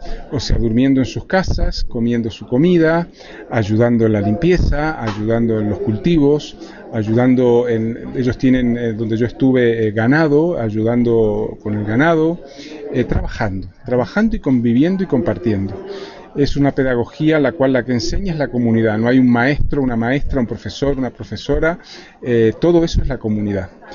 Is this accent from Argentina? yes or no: no; Uruguay; vengo de Uruguay